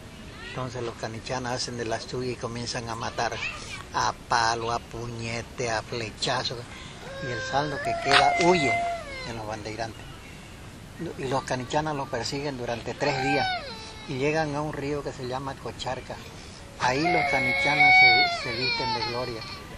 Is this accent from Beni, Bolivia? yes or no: yes; Beni, Bolivia; desde que salimos de Santa Cruz hasta que volvimos a nuestras casas, al menos yo del Beni, casi 3 meses tardamos abandonando nuestro hogar, nuestra familia, todo.